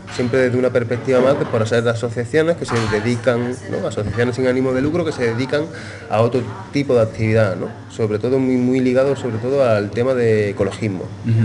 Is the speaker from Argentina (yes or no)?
no; Córdoba, Andalusia, Spain; vengo desde Córdoba, España, y estoy acá en Buenos Aires